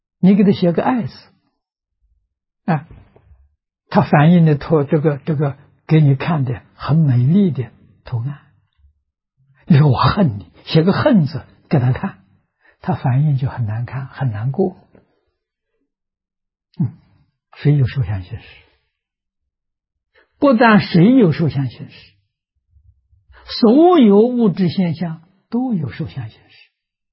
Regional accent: China; 我们中国人讲圣贤的教育，印度人讲佛菩萨的教育，太重要了啊！

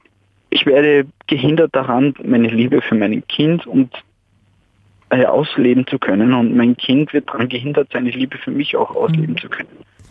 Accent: Salzburg, Austria; now in Vienna, Austria; Ich bin ein Salzburger, nur ich bin wegen meiner Frau nach Wien gezogen

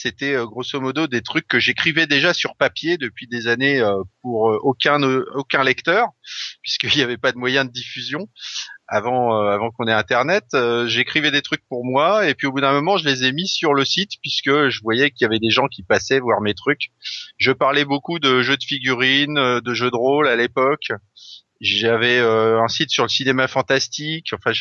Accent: Brittany, France; d'autant plus que j'ai grandi en Bretagne une partie de ma jeunesse.

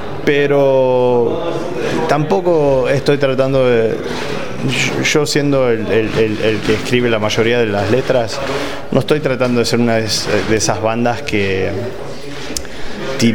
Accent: Argentina; accent: mixed with English, Mexican and Guatemalan; now in California, United States; yo cuando voy a Argentina me dicen, pero no, medio que tenés acento diferente, y sí, porque vivo en California, viste, tengo el acento mezclado con el inglés, con el mexicano, con el guatemalteco, con lo que sea, es obvio.

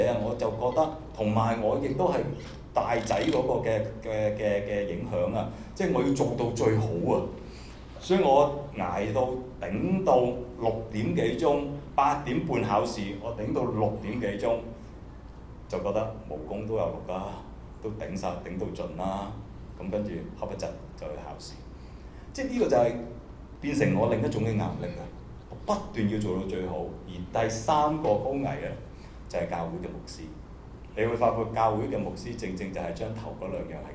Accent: China; 我哋中國人可能都好多時候會講啲嘢

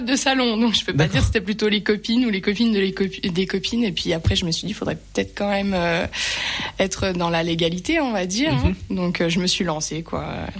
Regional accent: Remiremont, Grand Est, France; Alors, je suis native de Remiremont, j'ai toujours vécu ici, j'ai 27 ans

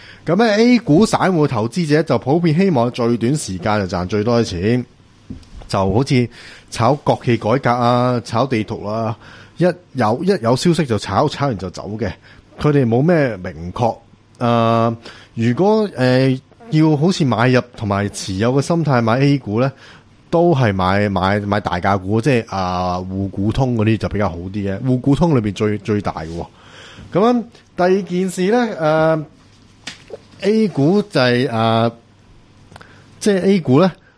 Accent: China; 咁咧港人呢一方面就对比我们大陆人就冇优势嘅

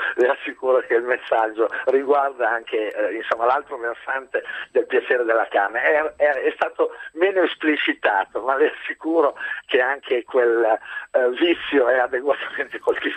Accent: Emilia-Romagna, Italy; io sono emiliano

